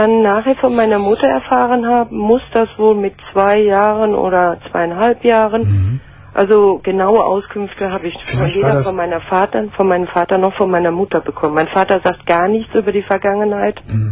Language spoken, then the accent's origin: German; Rhineland-Palatinate, Germany; In der Pfalz.